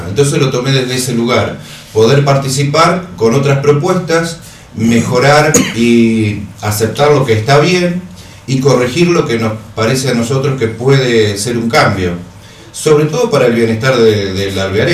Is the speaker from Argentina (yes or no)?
yes; Mercedes, Buenos Aires Province, Argentina; Yo soy de Mercedes, estoy desde el 2002